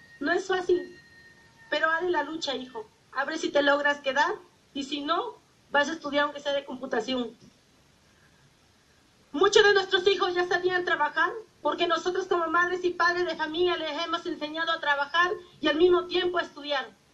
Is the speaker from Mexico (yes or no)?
yes; Tixtla, Guerrero, Mexico; Yo soy originaria de Tizca de Guerrero.